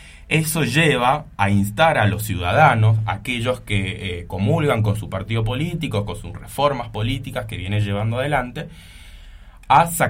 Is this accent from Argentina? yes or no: yes; Argentina; es el hecho de traerlo un poco y asemejarlo respecto a la historia que a nosotros nos acontece como argentinos